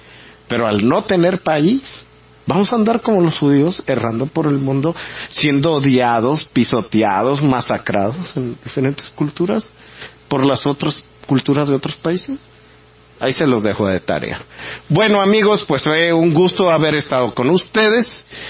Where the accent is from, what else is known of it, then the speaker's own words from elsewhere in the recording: Mexico; Y presumiendo cosas, pero realmente aquí nacimos.